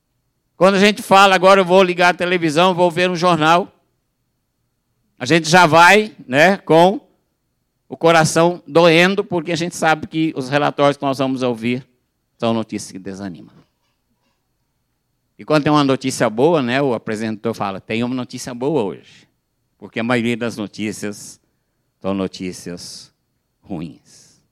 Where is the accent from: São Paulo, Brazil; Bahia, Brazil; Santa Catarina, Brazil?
São Paulo, Brazil; Eu sou do interior de São Paulo, tá? Da região que fala Porta.